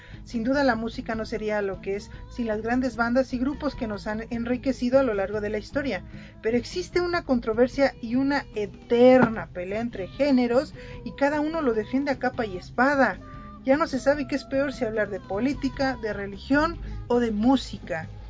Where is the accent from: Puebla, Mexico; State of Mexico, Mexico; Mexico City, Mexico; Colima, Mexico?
State of Mexico, Mexico; born there; nací en el Estado de México, en un lugar llamado Prados de Catepec.